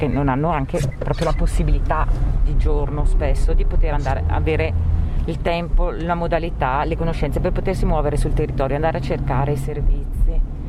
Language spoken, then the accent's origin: Italian; Brescia, Lombardy, Italy; io dico sempre che da bresciano ho imparato a dare ad affrontare anche l'ostacolo